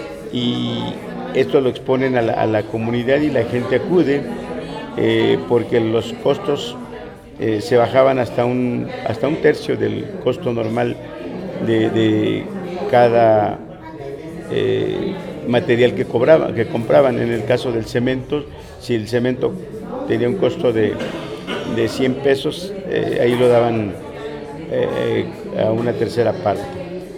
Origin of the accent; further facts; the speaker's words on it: Atenco, State of Mexico, Mexico; voy a hablar de lo que he visto o de lo que vi en la cabecera municipal de Atenco, de donde yo soy.